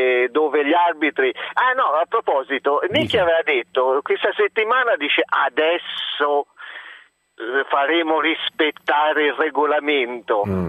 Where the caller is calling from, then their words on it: Rome, Lazio, Italy; E guardi, sono da Roma